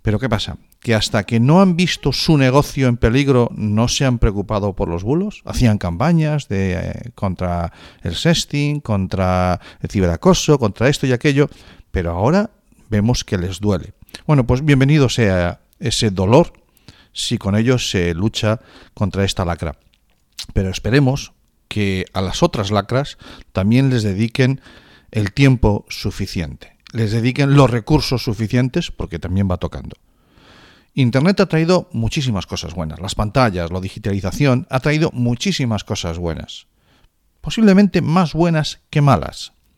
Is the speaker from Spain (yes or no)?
yes; Galicia, Spain; Y como decimos en mi tierra, a carallo.